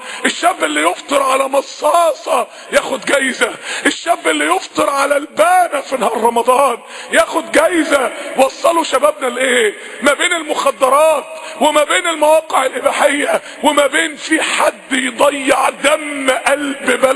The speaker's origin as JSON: {"language": "Arabic", "country": "Egypt", "said": "تاني احنا عندنا في مصر 40% من الشعب تحت خط الفقر"}